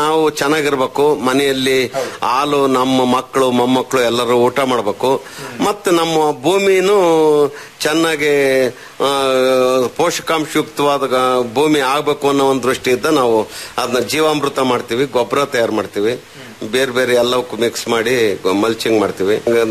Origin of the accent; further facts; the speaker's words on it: Karnataka, India; ಇಲ್ಲ, ನಮ್ಮೂರು ಚಿಕ್ಕ ಗ್ರಾಮ ಆಗಿರೋದ್ರಿಂದ ಹಾಲು ಉತ್ಪಾದನೆ ಮಾಡ್ತೀವಿ. ಇಲ್ಲೇ ಪಕ್ಕದಲ್ಲಿ ಉಚ್ಚವನಹಳ್ಳಿ ಅಂತ ಇದೆ, ಮಾಯಿಕೊಂಡೆ ಇದೆ